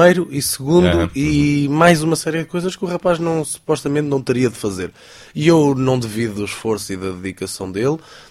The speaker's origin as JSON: {"language": "Portuguese", "country": "Portugal", "said": "enquanto português também me custa ver"}